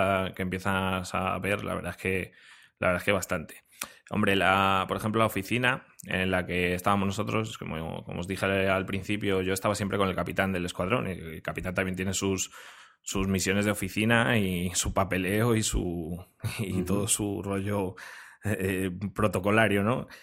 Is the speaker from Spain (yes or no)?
yes; Frechilla, Castile and León, Spain; una cena en mi pueblo, en Frechilla … ¿no? Yo soy de un pueblo de Palencia que se llama Frechilla.